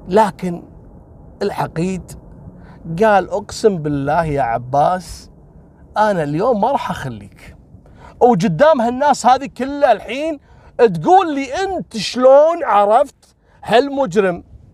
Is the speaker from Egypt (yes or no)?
no; Kuwait; تعرفون إحنا عندنا في الكويت مطبقين الحظر الجزئي